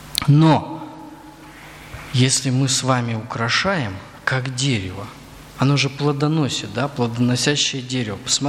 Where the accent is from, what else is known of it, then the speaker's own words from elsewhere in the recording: Crimea, Ukraine; Поэтому на юге, вот где я вырос, в Крыму, тополя сажали вот квадратами такими большими.